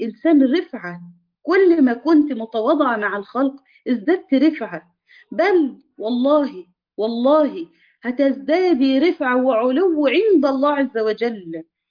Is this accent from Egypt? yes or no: yes; Egypt; الكراع ده اللي احنا بنسميه عندنا في مصر الكوارع